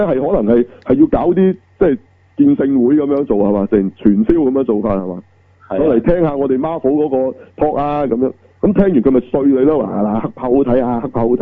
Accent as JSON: {"language": "Cantonese", "country": "China", "said": "嗱呢啲我哋作為中國人好清楚㗎"}